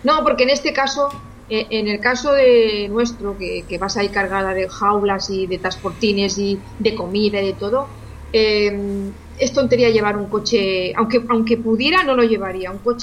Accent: Spain; porque estoy como muchos españoles y la verdad está la cosa complicada.

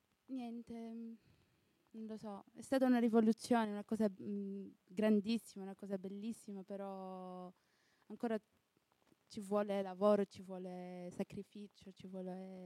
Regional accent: Tunisia; now in Italy; Dalla Tunisia.

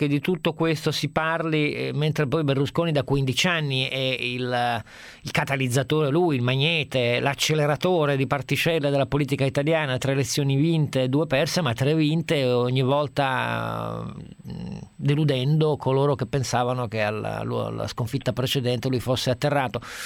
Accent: Turin, Piedmont, Italy; sono di Torino.

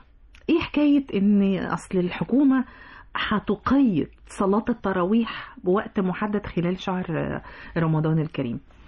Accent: Egypt; يعني مبروك علينا كمصريين

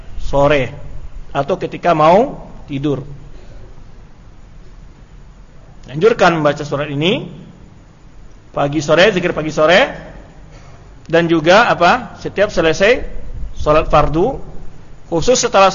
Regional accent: Tanjung Gadang, West Sumatra, Indonesia; Di kampung saya itu Tanjung Gadang, Sungai Napar, masuk ke hutan namanya ada air hangat.

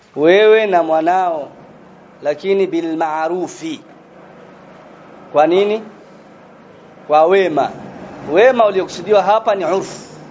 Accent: Tanzania; Na mimi natoka Tanzania.

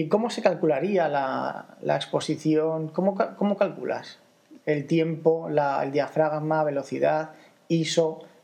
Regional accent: Zaragoza, Aragon, Spain; porque nosotros somos de Zaragoza

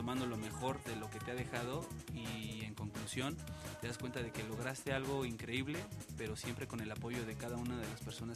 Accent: Mexico; en las raíces que nos forman como seres humanos, como mexicanos.

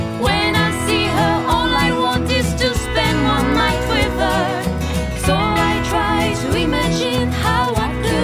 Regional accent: Genoa, Liguria, Italy; poi da genovese la focaccia con le cipolle, per esempio, è molto frequentata anche a colazione

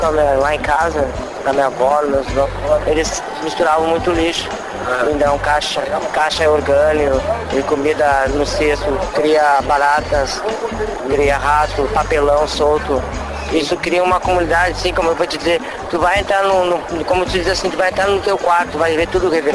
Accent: Porto Alegre, Rio Grande do Sul, Brazil; E eu sou de Porto Alegre, isso aí influi muito

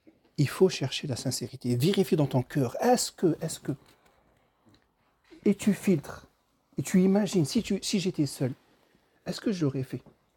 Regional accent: Algeria; moi je connais l'Algérie, je suis algérien, je connais l'Algérie.

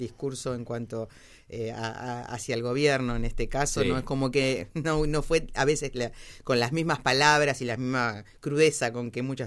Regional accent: Argentina; a los cuales nosotros como argentinos no estábamos tan acostumbrados a vivirlo

